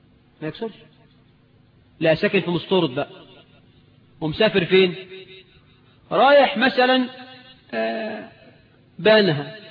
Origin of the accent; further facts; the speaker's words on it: Suez, Suez Governorate, Egypt; اني راجل من السويس بلدي وركبت الباخرة